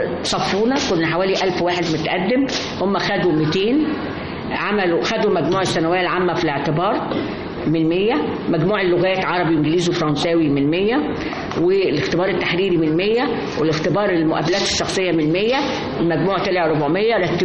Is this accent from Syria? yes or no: no; Alexandria, Alexandria Governorate, Egypt; إحنا من اسكندرية أصلا، وكنا بنروح طبعا مع أجازة الصيف بنطلع على جدتي وجدي ونقعد بقى.